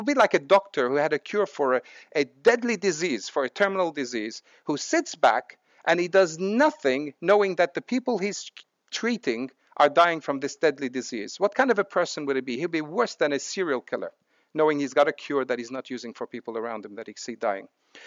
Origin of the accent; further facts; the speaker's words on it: Lebanon; I was brought up in Lebanon. Most people were dying from guns, bombs, and snipers.